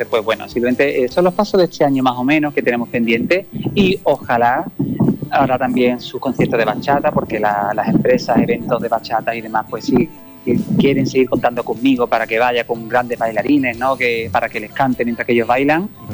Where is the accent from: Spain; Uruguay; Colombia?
Spain; Andalusia; De Andalucía, qué tierra, es mi tierra.